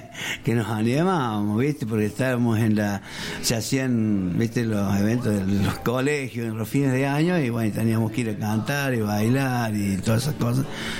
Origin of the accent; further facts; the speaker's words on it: San Luis, Argentina; Adoro la tonada, nuestra tonada que tenemos acá en Merlo y en todos lados.